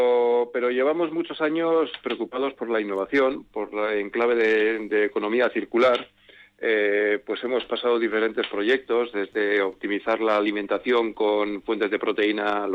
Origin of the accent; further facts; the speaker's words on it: Otxandio, Basque Country, Spain; Bueno, de Otxandio, de Otxandio, de Otxandio, entre Otxandio y Aramayo, y en mi DNI pone que soy de Aramayo.